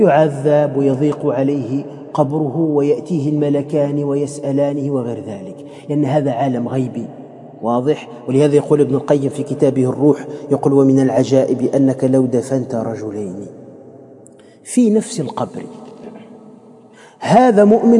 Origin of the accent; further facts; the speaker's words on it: Tunisia; احنا عندنا في تونس لو واحد تحطه في توزر، تعرفوا توزر؟ يعني كلها نخيل